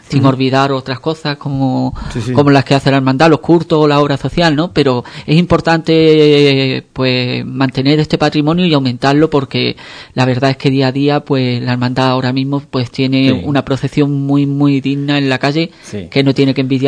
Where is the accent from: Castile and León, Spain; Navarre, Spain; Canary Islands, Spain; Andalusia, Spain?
Andalusia, Spain; Ubrique; los ubriqueños, muchas de nuestras fiestas, tenemos muchos altibajos, ¿no?